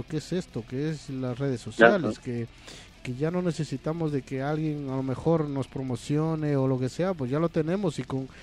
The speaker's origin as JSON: {"language": "Spanish", "region": "Loja", "country": "Ecuador", "said": "yo soy de la parte de Loja, de muy al sur, de frontera con Perú prácticamente, de Catamayo."}